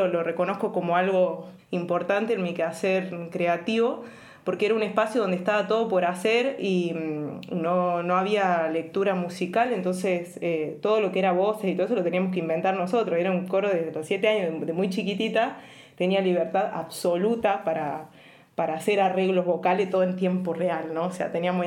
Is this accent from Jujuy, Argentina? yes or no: no; San Ramón de la Nueva Orán, Salta, Argentina; born there; yo nací en San Ramón de la Nueva Orán, en el interior de Salta, el interior del interior.